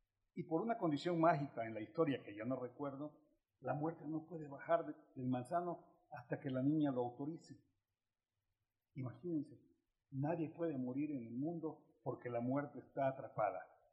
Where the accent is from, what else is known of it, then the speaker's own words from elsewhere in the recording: Veracruz, Mexico; Y yo soy campechano jarocho